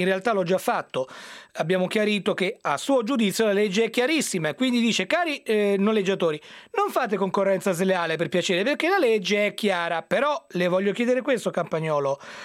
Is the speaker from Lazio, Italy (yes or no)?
yes; Rome, Lazio, Italy; io da romano seguo le cronache romane